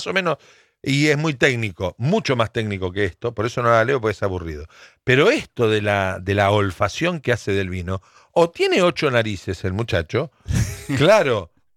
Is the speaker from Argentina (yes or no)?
yes; Arroyo Seco, Santa Fe, Argentina; vuelvo a la casita de mis viejos, vuelvo a mi pueblo, Arroyo Seco, ahí a 30 kilómetros de Rosario, en la provincia de Santa Fe